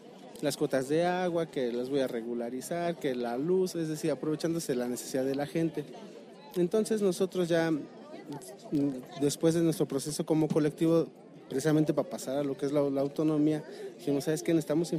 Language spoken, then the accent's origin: Spanish; Querétaro, Mexico; participamos, somos de Querétaro, participamos en la mesa